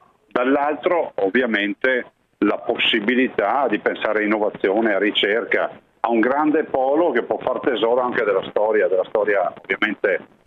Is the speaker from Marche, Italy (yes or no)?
no; Veneto, Italy; Ma guardi, da Veneto me lo immagino